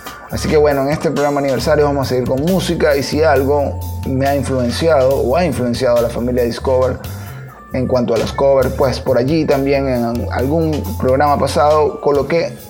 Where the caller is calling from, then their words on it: Guacara, Carabobo, Venezuela; que estoy transmitiendo desde Guacara, Venezuela. Y en este caso, pues voy a presentar un tema el cual en mi país tuvo bastante aceptación